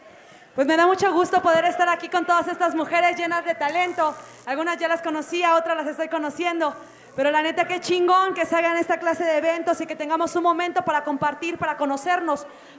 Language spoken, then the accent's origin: Spanish; Oaxaca, Mexico; Vengo de Oaxaca y vengo a traerles algo de este mensaje.